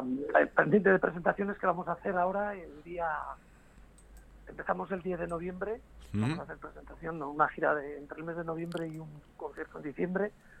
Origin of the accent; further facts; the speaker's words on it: Santander, Cantabria, Spain; la Sala Escenario Santander, que es en mi tierra, con mis paisanos